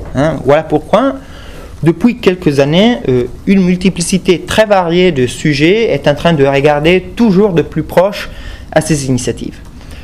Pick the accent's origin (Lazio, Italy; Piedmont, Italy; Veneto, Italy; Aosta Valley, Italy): Aosta Valley, Italy; Moi, je vois ça très bien chez moi en Val d'Aoste